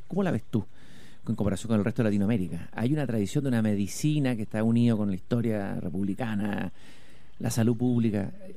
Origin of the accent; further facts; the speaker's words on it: Chile; ¿cuántos somos los chilenos en total?